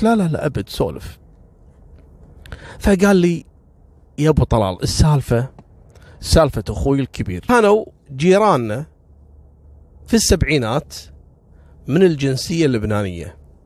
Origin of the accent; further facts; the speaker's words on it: Kuwait; ترى خصوصا جنسية لبنانية ما هم كثير عندنا في الكويت يعني